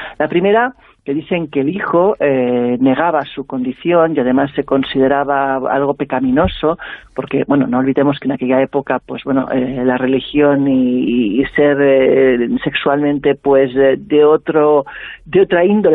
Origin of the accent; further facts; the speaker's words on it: Catalonia, Spain; born there; aunque soy catalana de nacimiento, soy sevillana de adopción, quizás porque lo llevo en la sangre, ¿no? Porque mi abuelo era sevillano